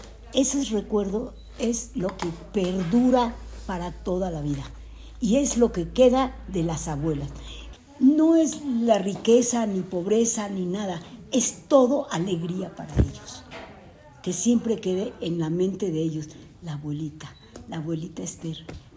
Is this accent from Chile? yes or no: no; Colón, Panama; born there; Nací en Colón, República de Panamá, el 6 de agosto de 1942.